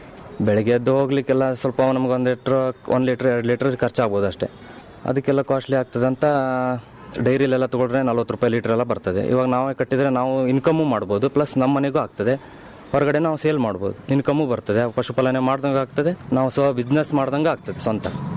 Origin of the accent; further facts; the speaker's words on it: Indur, Karnataka, India; ನಮ್ಮೂರು ಈ ಮುಂಡಗೋಡು ಹತ್ರ ಹಳ್ಳಿ ಇಂದೂರು.